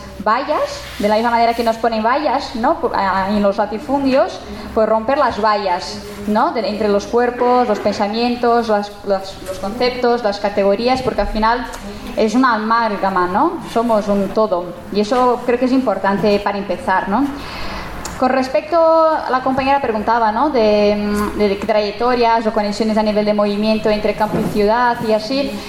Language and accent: Spanish; São Paulo, Brazil; la gente no piensa que yo vengo de Brasil y que por lo tanto estábamos todos ahí en Brasil, en São Paulo, sembrando maíz